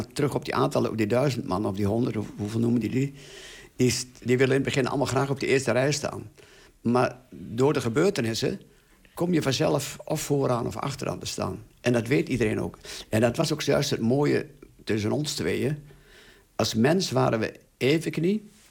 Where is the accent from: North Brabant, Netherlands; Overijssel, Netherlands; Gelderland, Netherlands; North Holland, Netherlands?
Overijssel, Netherlands; En ik kwam natuurlijk uit Twente, maar toen was de wereld nog heel groot.